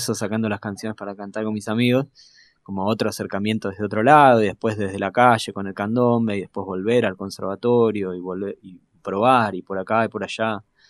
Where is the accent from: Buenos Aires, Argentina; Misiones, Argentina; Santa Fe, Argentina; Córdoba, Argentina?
Buenos Aires, Argentina; Yo soy de acá, de Parque Patricios, y iba a la escuela Bernasconi, que tenía a la noche un conservatorio para chicos.